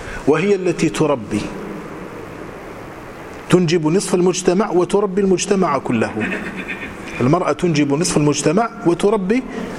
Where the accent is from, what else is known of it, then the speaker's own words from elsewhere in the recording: Morocco; كانت هي المعتمدة عندنا في المغرب